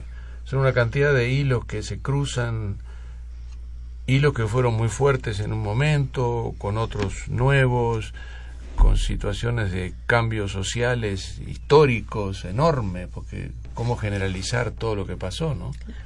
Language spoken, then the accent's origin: Spanish; Uruguay; a la vez que yo, como uruguayo, siempre introducía algo de lo que pasaba en Uruguay